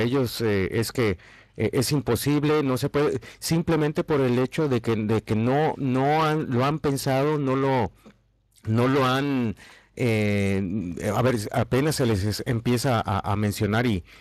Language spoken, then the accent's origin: Spanish; Mexico; now in Spain; yo como mexicano, a mí me sucede aquí en España